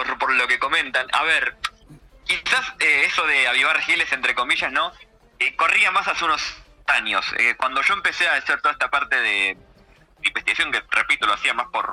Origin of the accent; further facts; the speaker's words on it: Argentina; yo soy argentino, claro.